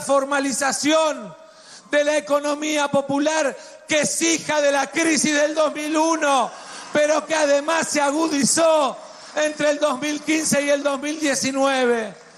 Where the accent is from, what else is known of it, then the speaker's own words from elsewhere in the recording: Argentina; Les contestamos que somos orgullosamente argentinos. Si mañana muriera y volviera a nacer, volvería a elegir la Argentina.